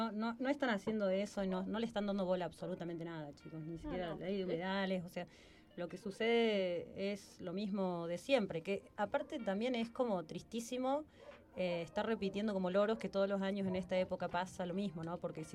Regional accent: Argentina; Lo que tenemos nosotros como argentinas

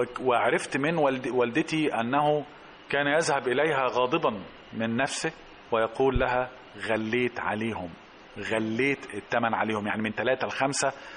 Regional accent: Alexandria, Alexandria Governorate, Egypt; وهياخدنا في كثير من الاحيان في حته عندنا في اسكندريه

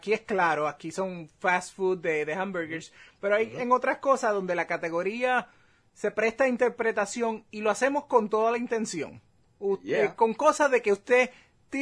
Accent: Puerto Rico; moved away; Ya muchos de esos items que eran de los favoritos creciendo en Puerto Rico no existen acá.

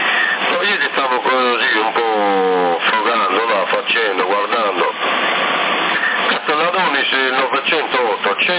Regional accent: Sassari, Sardinia, Italy; Io sono di Sassari

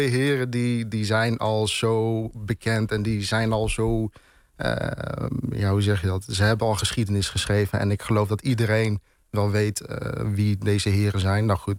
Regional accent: Arnhem, Gelderland, Netherlands; also born or lived in Zutphen; Nou, ik ben geboren en getogen in Arnhem. Ja. En op mijn 13e leeftijd ben ik verhuisd naar Zutphen-Warnsveld.

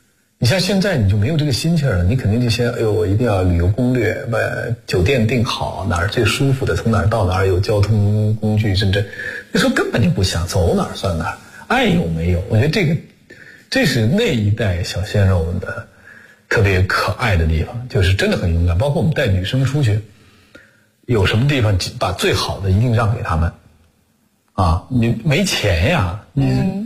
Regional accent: Beijing, China; 正好我北京人啊

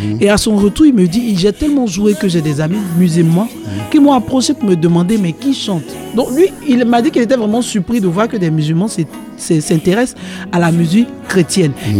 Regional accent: Côte d’Ivoire; Donc moi je suis ivoirienne, je suis en Côte d'Ivoire.

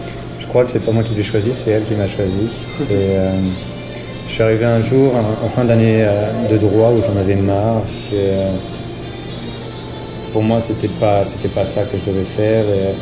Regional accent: Poitiers, Nouvelle-Aquitaine, France; moved away as an adult; now in Auroville, India; je suis originaire de France, mais j'habite en Inde dans une ville qui s'appelle Auroville, où je suis depuis 3 ans à peu près.

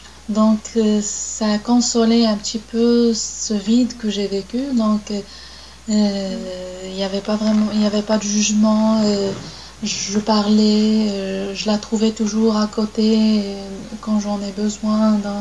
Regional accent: Morocco; French is a second language; now in France; C'est presque chez nous au Maroc, il n'y a pas d'accouchement sans la présence de la mère.

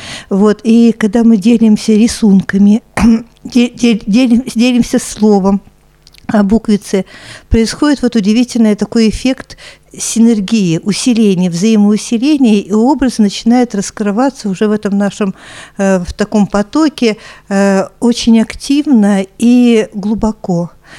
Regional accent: Zhigulyovsk, Samara Oblast, Russia; Я из Самарской Луки, из города Жигулевска, Тольятти, Самара

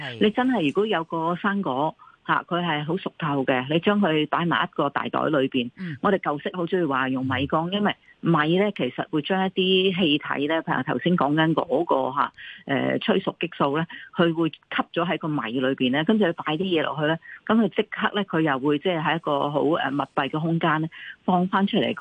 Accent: China; 咁我哋中国人啊，当然啊食莲藕啦。

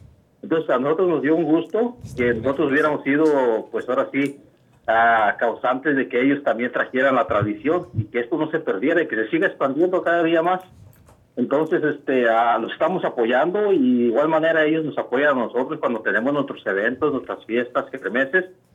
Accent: Mexico; now in United States; la gente latina, la gente que venimos allá de México

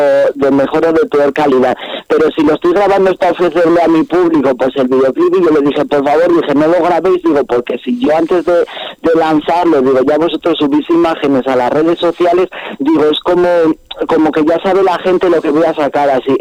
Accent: Sanabria, Castile and León, Spain; el último concierto que tuve en mi pueblo, en Sanabria, por ahí

